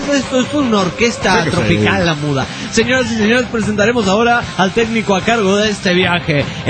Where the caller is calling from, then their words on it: Veracruz, Mexico; Soy de Veracruz, México.